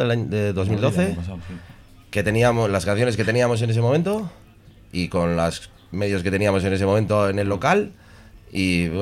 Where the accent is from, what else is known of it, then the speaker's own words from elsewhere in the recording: Santurtzi, Basque Country, Spain; Sí, sí, somos los cuatro de Santurchi.